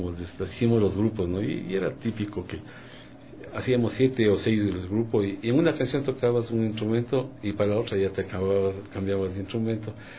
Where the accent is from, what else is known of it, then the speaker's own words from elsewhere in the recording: Quito, Pichincha, Ecuador; porque yo soy quiteño y sé yo, está aquí en Quito.